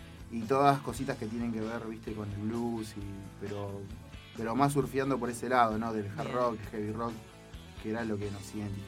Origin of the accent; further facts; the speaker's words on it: Abasto, Buenos Aires, Argentina; soy de acá de La Plata, nací en Abasto, nacido y criado en Abasto, zona oeste clásico.